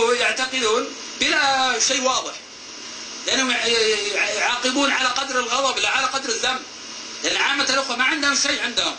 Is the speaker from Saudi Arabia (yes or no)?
yes; Buraidah, Al-Qassim, Saudi Arabia; فأنا من أهل بريدة، اعتقلت في الرياض، ثم من الرياض للشرقية